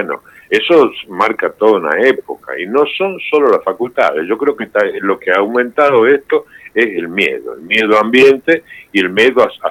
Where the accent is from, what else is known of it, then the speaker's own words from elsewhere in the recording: Argentina; now in Spain; Yo estuve exiliado en España bastante tiempo, y me nacionalicé español, pero no puedo convencer a nadie que soy español aparte de argentino. Con esta tonada he perdido mucha guita.